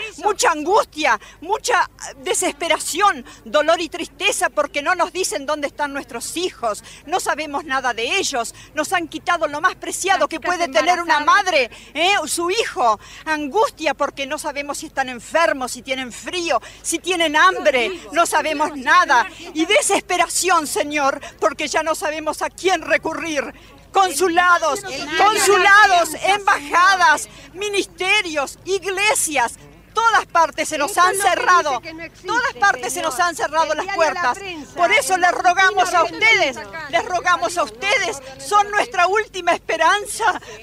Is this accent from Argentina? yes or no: yes; Argentina; Nosotros, que somos argentinas, vivimos en la Argentina